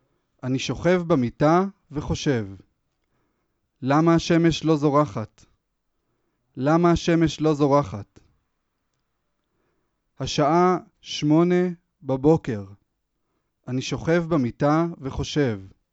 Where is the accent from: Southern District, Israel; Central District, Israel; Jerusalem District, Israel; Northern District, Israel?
Jerusalem District, Israel; Jerusalem; born there; להיות פה, בירושלים, גם עיר הולדתי